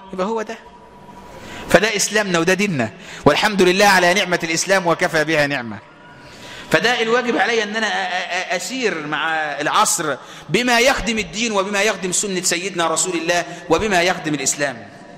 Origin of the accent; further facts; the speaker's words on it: Egypt; انا مصري وابويا مصري وارفع راسك فوق انت مصري.